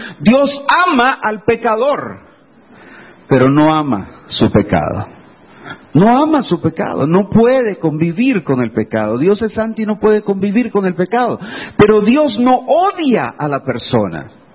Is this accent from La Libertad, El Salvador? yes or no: yes; Santa Tecla, La Libertad, El Salvador; Hace muchos años, yo recuerdo en mi pueblo, ahí en Santa Tecla, todo el mundo nos conocíamos.